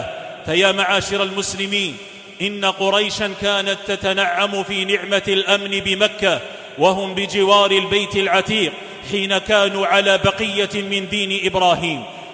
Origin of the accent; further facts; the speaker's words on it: Algeria; لتبقى بلادنا الجزائر